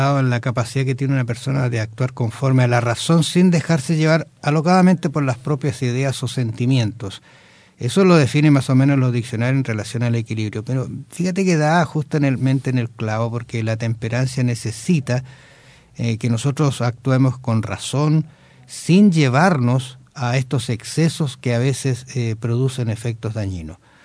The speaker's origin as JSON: {"language": "Spanish", "town": "Osorno", "region": "Los Lagos", "country": "Chile", "tie": "born there", "said": "una ciudad donde nací, en Osorno, al sur de Chile."}